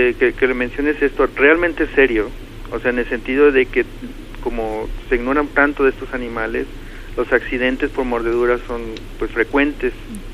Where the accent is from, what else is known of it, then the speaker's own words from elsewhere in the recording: Mexico; de nuestra personalidad como mexicanos